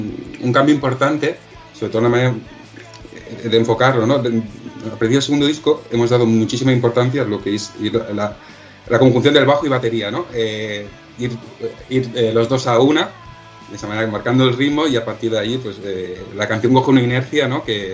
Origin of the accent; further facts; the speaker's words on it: Badalona, Catalonia, Spain; Porque soy de Badalona, ¿no? Siempre he ido a ese concurso